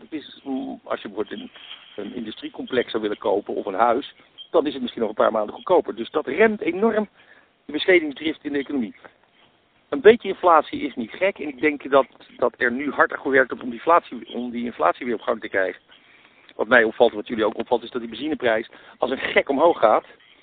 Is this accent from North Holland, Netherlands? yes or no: yes; Amsterdam, North Holland, Netherlands; Kijk, laat ik een voorbeeld geven. Ik kom uit Amsterdam